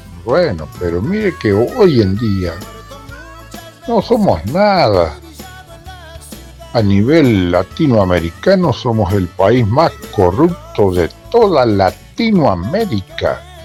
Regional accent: Uruguay; Somos uruguayos por casualidad, por una bandera, por la historia que recordamos de Artigas o no sé quién.

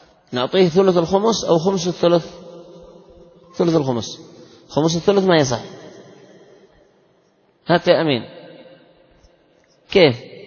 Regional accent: Yemen; وعندنا في اليمن الخطأ 7,000,000 والعمد 10.

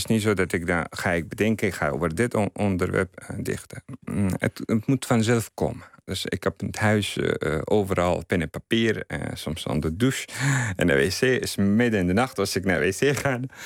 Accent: Afghanistan; Dutch is a second language; now in Netherlands; voor mensen daar, ik ben verwisterd. En voor hier, ik ben toch Afghaan.

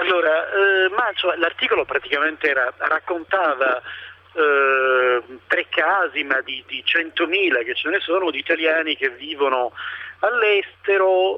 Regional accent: Sicily, Italy; moved away; io me ne sono andato via perché sono siciliano

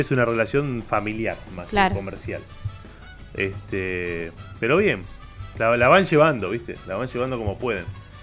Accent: Argentina; Que cuando sobra un poquito, somos el argentino, es de gastarla, ¿no?

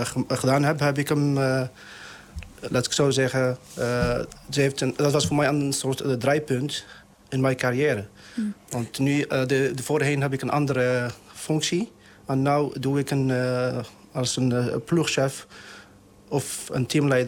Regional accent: Morocco; Dutch is a second language; Ik kom uit Marokko. Marokko is mijn afkomst. Moederland. Vaderland.

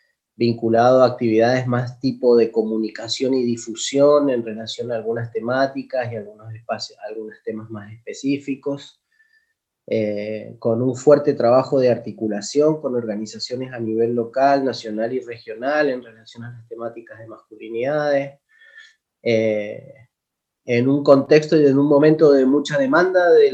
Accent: Mendoza, Argentina; yo soy de Mendoza. Tengo 44, creo, 44 años, 45, por ahí.

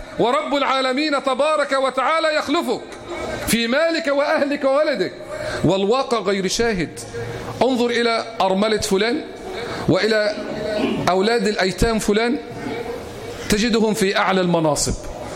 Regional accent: Egypt; اللهم احفظ بلدنا مصر

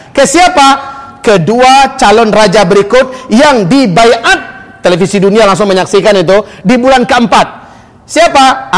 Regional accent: Pariaman, West Sumatra, Indonesia; born there; Bahasa kampung saya. Saya lahir di Paris. Serius. Pariaman sekitarnya. Pariaman itu kan sebelahnya Padang, Kota Padang.

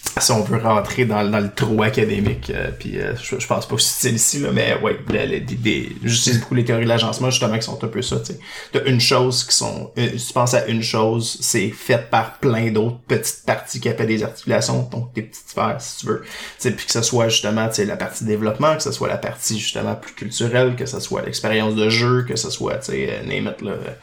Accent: Laval, Quebec, Canada; moi, j'ai grandi à Laval, oui, je l'avoue, je l'assume. J'ai grandi à Laval, en proche de Montréal

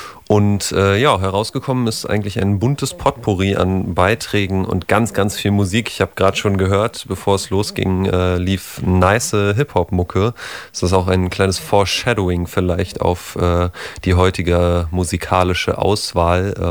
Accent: Potsdam, Brandenburg, Germany; habe mit 14 in meiner Heimatstadt in Potsdam mal im Verein gespielt

